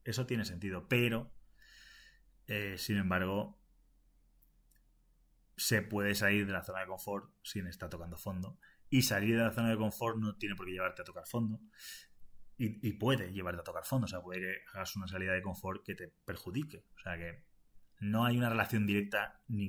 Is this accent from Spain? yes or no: yes; Valencian Community, Spain; also born or lived in Asturias / Madrid; Porque yo soy español nada más. Y soy español. Y es verdad que dentro de lo que es España, pues he vivido en varias zonas de España. Me he movido relativamente, ¿no? He estado en Valencia originalmente.